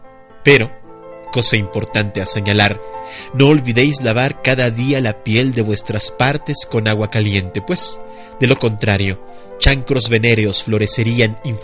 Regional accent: Iztapalapa, Mexico City, Mexico; Yo crecí en Iztapalapa, mi querida Sandra. Yo considero Iztapalapa mi barrio, es mi... De allí soy yo, pues, aunque en realidad nací en la Jardín Balbuena, pero toda mi vida viví en Iztapalapa. Por ahí estaba la casa de mis jefes, perdón.

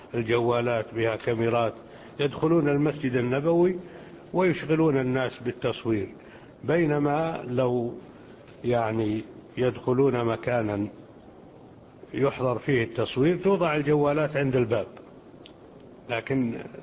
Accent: Jordan; وعندنا في الأردن إذا أضاع أحدنا شيئا سرق منه

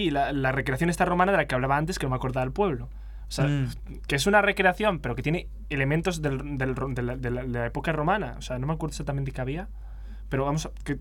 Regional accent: Valladolid, Castile and León, Spain; O sea, soy de Valladolid, así que voy a decir una cosa.

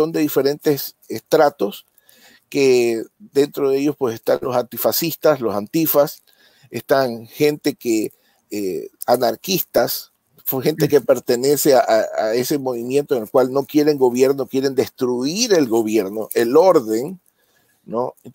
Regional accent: Ecuador; Recientemente en mi país, Ecuador, en octubre del año pasado

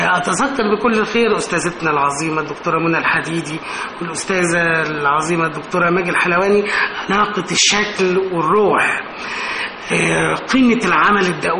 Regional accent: Cairo, Cairo Governorate, Egypt; انا من القاهره، اللاندسكيب الازدحام والناحيه المدنيه

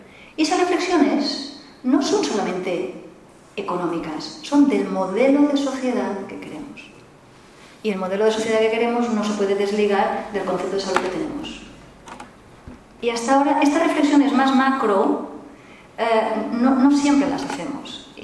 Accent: Catalonia, Spain; yo me considero paciente catalana

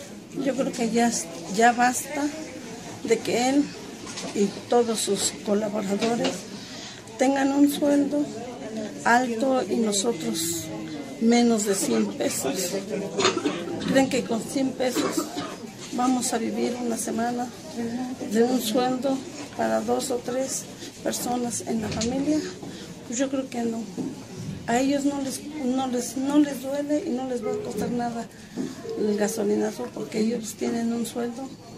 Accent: Ixmiquilpan, Hidalgo, Mexico; Venimos de Ixmiquilpan, Hidalgo. Mi comunidad se llama Dios Padre.

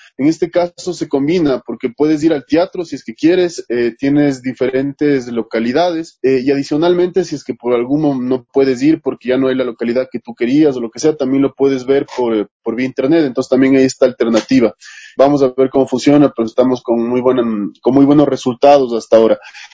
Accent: Quito, Pichincha, Ecuador; El Teatro Sucre para mí es o sea, es un escenario, inigualable por lo que representa para mí como quiteño.

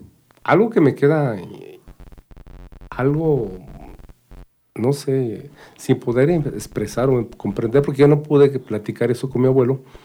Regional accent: Tepetlixpa, State of Mexico, Mexico; En la familia, yo soy de Tepetlispa

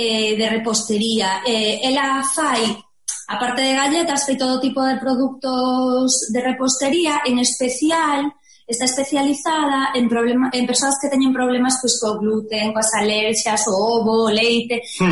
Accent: Lugo, Galicia, Spain; Mira, eu son de Lugo e hai unha rapaza que estudiamos no mesmo colexio

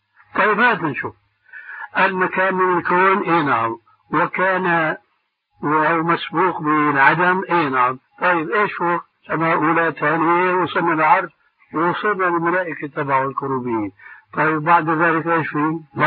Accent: Syria; بده يكون كما يقولون عندنا في الشام أبحاله

